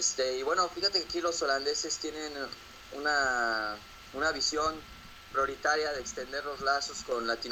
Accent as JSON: {"language": "Spanish", "country": "Mexico", "moved": "yes", "lives_now": "Netherlands", "said": "y pues bueno, aquí estamos todos los mexicanos disfrutando de los quesos y de los tulipanes"}